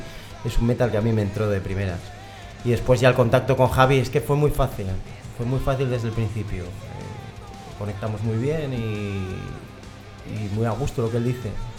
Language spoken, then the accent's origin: Spanish; León, Castile and León, Spain; yo soy de León, soy cazurrín.